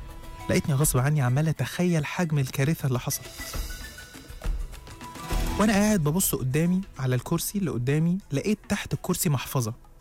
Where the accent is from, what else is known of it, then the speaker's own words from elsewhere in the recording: Egypt; أصل القطارات عندنا في مصر عاملة زي سكة الموت رايح جاي كده